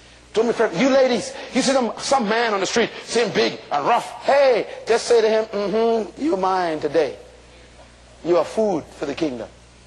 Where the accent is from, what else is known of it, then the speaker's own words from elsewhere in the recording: Bain Town, New Providence, Bahamas; When I was growing up in Bain Town